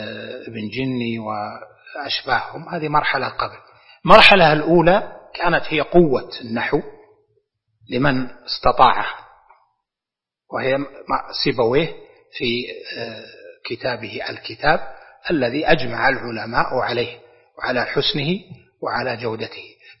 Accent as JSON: {"language": "Arabic", "region": "Najd", "country": "Saudi Arabia", "said": "زي عندنا في نجد المستعملة"}